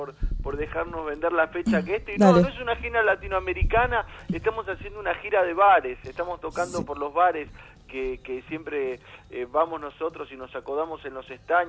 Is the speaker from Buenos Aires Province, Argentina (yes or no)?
yes; Morón, Buenos Aires Province, Argentina; Mira, yo soy de Morón, de Morón